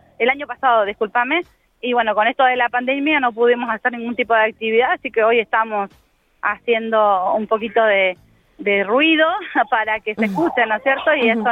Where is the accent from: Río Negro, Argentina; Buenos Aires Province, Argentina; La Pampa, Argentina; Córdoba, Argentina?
La Pampa, Argentina; Toay; hoy estamos en mi pueblo, yo soy de Toay.